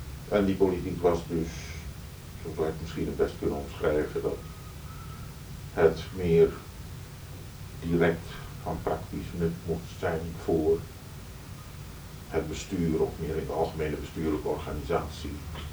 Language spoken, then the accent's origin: Dutch; Indonesia; Het grootste deel van mijn jeugd ook in Indonesië doorgebracht.